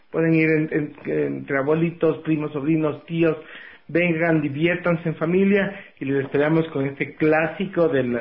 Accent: Quito, Pichincha, Ecuador; somos muy quiteños, desde ese lado, la tal quiteña siempre ha estado aquí

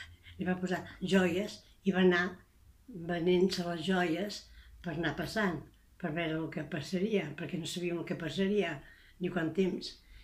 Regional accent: Barcelona, Catalonia, Spain; born there; A Barcelona.

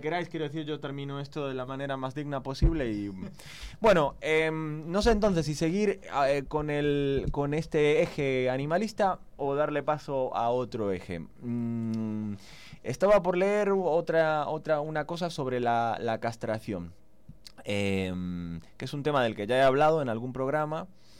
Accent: Buenos Aires, Argentina; Recordad que soy argentino porteño. Mira, ya he vuelto al castizo, voy a seguirlo en porteño argentino. Que soy porteño

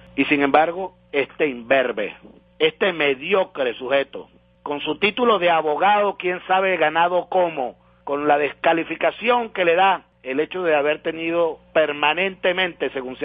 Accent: Venezuela; Nos felicitamos como venezolanos por este gran logro de tener

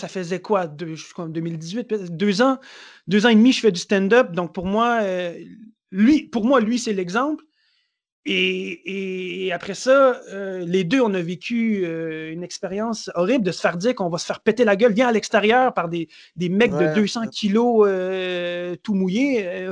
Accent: Montreal, Quebec, Canada; moi, je viens de Montréal. Montréal, c'est chez moi.

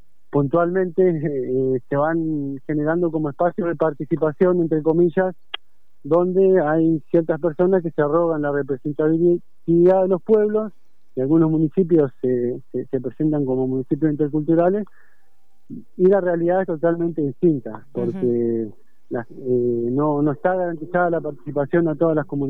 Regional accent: Río Gallegos, Santa Cruz, Argentina; born there; Comenzó en Río Gallegos, en Mitubún, donde yo nací.

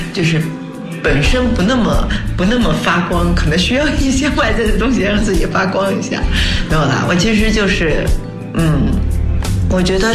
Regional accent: Huaihua, Hunan, China; 然后我是在老家，我老家是在湖南怀化。从那里开始的。

